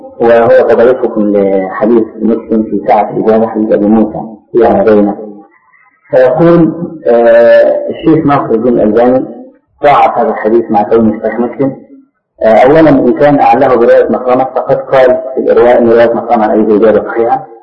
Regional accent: Egypt; أخذها بعض أهل بعض الناس عندنا في مصر

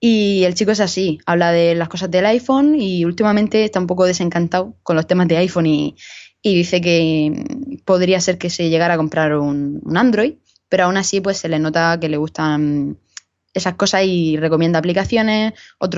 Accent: Region of Murcia, Spain; oye, soy de Murcia tal, me alegro de que haya un podcast, yo también lo soy, te dejo mi dirección por si te quieres pasar

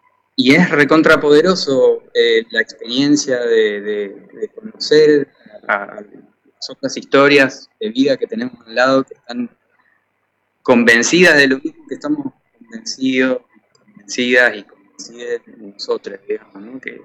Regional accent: Ushuaia, Tierra del Fuego, Argentina; born there; also born or lived in Rosario / La Plata; now in Mendoza, Argentina; yo nací en Ushuaia, pero también tuve la suerte de vivir en Rosario y en La Plata, y ahora estoy viviendo acá en Mendoza

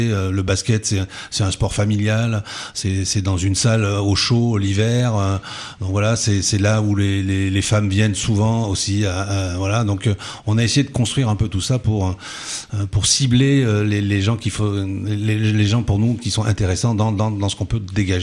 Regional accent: Bordeaux, Nouvelle-Aquitaine, France; moi je suis bordelais et puis j'ai vécu juste à côté, puisque mes grands-parents étaient de Saint-Augustin, hein, donc juste à côté

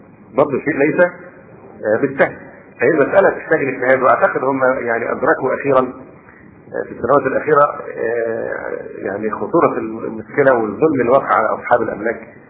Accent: Egypt; ولا شك ان هذه القضية بالذات هنا عندنا في مصر الان مشكلة في غاية التعقيد

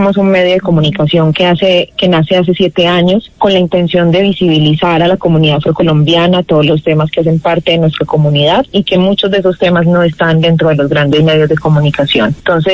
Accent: Medellín, Antioquia, Colombia; yo soy de Medellín, con raíces chocuanas y de Santa Marta, de familia costeña también.

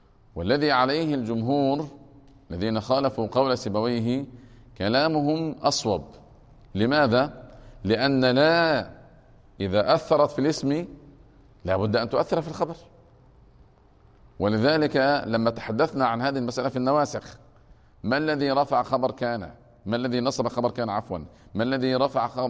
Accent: Egypt; يعني عندنا في مصر الفصل الدراسي قد يتجاوز 50 طفلا في المرحلة الابتدائية

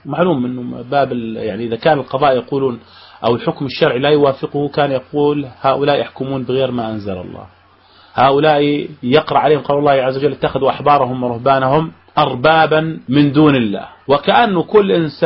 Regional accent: Jordan; عندنا في الأردن

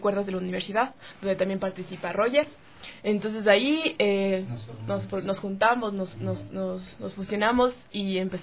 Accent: Quito, Pichincha, Ecuador; tengo 24 años, y bueno, yo soy de Quito, soy la única quiteña acá.

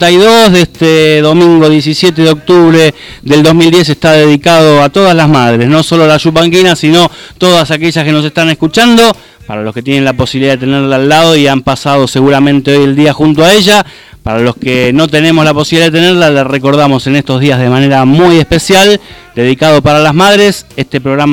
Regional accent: Lugano, Buenos Aires, Argentina; born there; Yo nací en Lugano

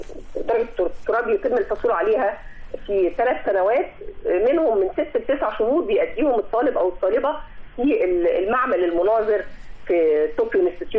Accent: Egypt; ما احنا عندنا في مصر احنا نستطيع ان احنا نستخدم الطاقة الشمسية في الإنارة بدلا من الكهرباء

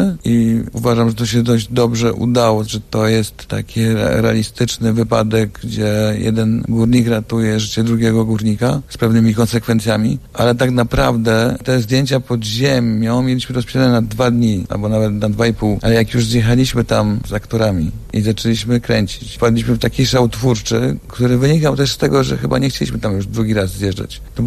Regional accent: Cieszyn, Silesian Voivodeship, Poland; born there; W ogóle urodziłem się w Cieszynie. Może nie jest ten region kopalni, ale to jest Śląsk Cieszyński.

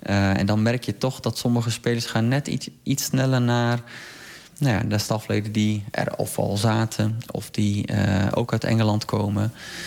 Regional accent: Netherlands; Ik denk dat wij als Nederlanders hebben een hele mooie voetbalcultuur.

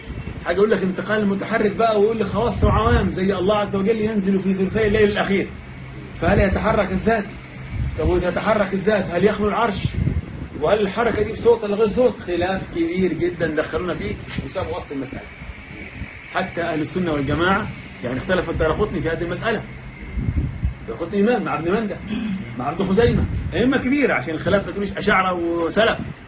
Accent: Egypt; لكن احنا عندنا كمصريين كل هذه ايه؟ طوائي

